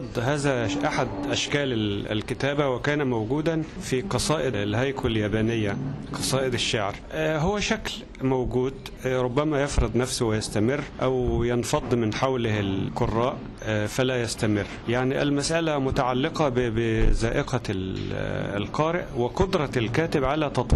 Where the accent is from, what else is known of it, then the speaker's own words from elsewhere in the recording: Egypt; عندنا في مصر سيرة أخرى من السير المهمة جدا